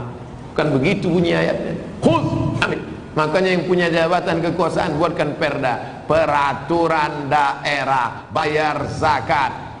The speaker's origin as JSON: {"language": "Indonesian", "region": "Riau", "country": "Indonesia", "tie": "born or raised there", "said": "Di kampung saya di Riau, ada kabupaten 10 miliar."}